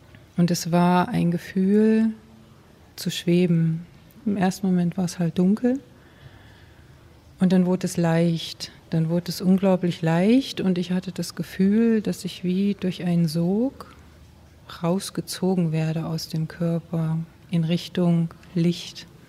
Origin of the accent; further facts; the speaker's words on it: East Germany, Germany; wir hatten keine Berührung mit der Kirche und mir wurde auch keine Gottheit vermittelt, keine Religion. Zu DDR-Zeiten sowieso nicht. Ich komme aus dem Osten.